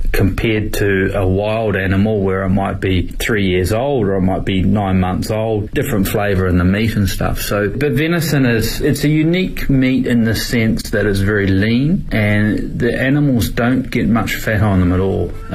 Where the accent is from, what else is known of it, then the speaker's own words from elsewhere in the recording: South Island, New Zealand; We're from the South Island, New Zealand, and that's where most of the deer are farmed.